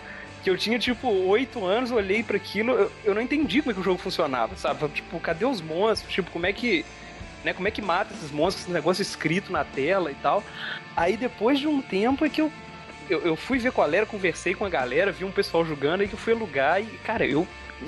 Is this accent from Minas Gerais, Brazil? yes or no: yes; Minas Gerais, Brazil; Eu gasto tudo pagando pela água do mar, que eu sou mineiro, né, pô?